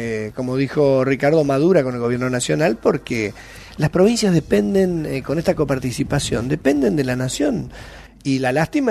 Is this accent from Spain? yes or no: no; Corrientes, Argentina; Y yo soy correntino, así que sé cómo nos conocen.